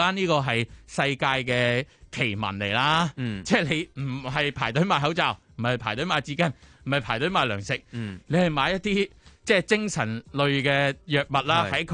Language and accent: Cantonese; Hong Kong; 咁啊即係我哋作為香港人梗係覺得匪夷所思啦。